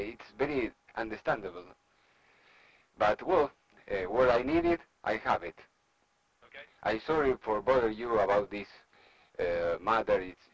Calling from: Argentina; English is a second language; I'm speaking from Argentina.

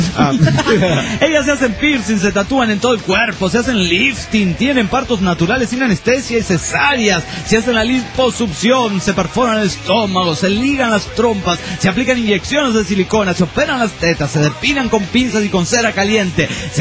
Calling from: Tijuana, Baja California, Mexico; de Tijuana, México.

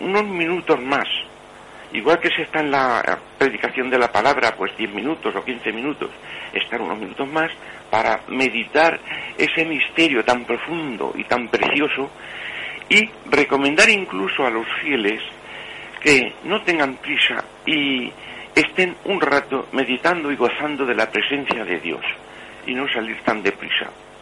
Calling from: Madrid, Community of Madrid, Spain; soy un madrileño, aquí está hablando

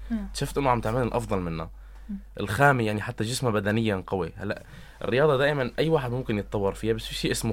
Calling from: Tartus, Tartus Governorate, Syria; هلا احنا كان معنا عالم من خارج محافظة طرطوس، بس نحن عم نحكي من طرطوس

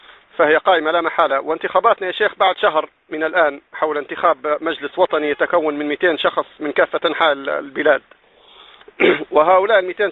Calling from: Libya; يا شيخ انا من ليبيا يا شيخ

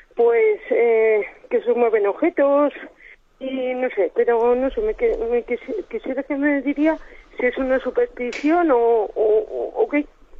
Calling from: Logroño, La Rioja, Spain; de Logroño.

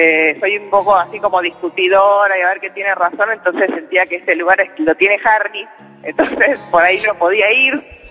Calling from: Buenos Aires, Argentina; Estoy en el punto tripartito Almagro Villacrespo Caballito.

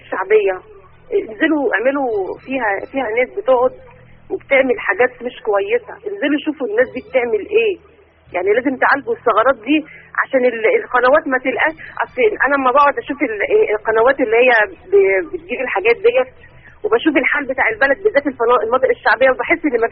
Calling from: Giza, Giza Governorate, Egypt; من الجيزه.

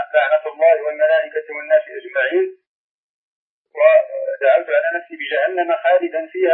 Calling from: Morocco; أنا خارج من المغرب

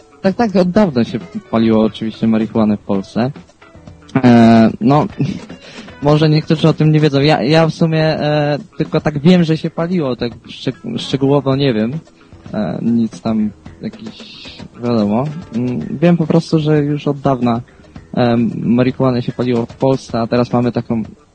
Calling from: Głogów, Lower Silesian Voivodeship, Poland; bo u mnie w Głogowie naprawdę jest dużo zwolenników marihuany

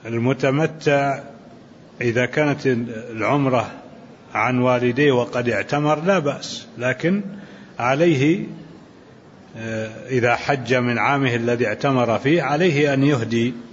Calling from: Jordan; وعليكم السلام ورحمة الله وبركاته، أنا من الأردن

